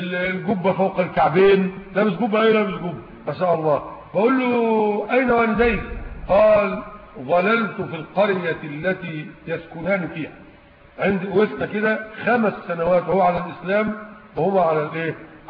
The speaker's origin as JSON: {"language": "Arabic", "country": "Egypt", "said": "لكن عندنا في مصر يقضون بالوصيه الواجبه"}